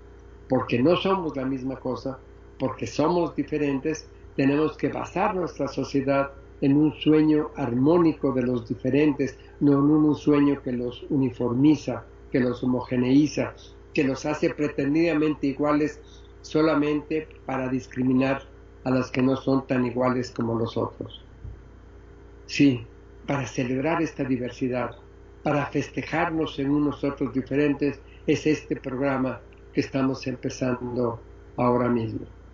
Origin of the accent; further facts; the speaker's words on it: Oaxaca, Mexico; que todos somos humanos, que todos somos oaxaqueños, que todos somos mexicanos